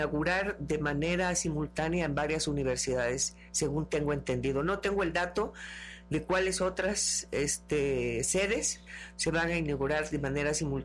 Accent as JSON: {"language": "Spanish", "town": "Cosamaloapan", "region": "Veracruz", "country": "Mexico", "tie": "born or raised there", "said": "Yo estaba en Cosamaloapan, yo soy de Cosamaloapan, uh-huh, Veracruz. Estudiaba la preparatoria"}